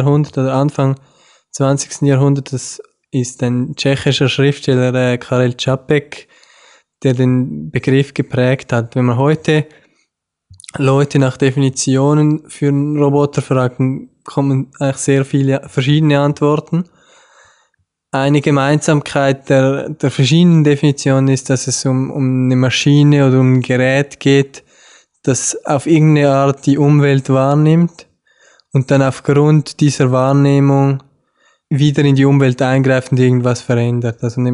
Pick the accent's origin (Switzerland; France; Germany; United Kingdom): Switzerland; Wie man hören kann, komme ich aus der Schweiz. Ich habe in Zürich, an der ETH Zürich Maschinenbau studiert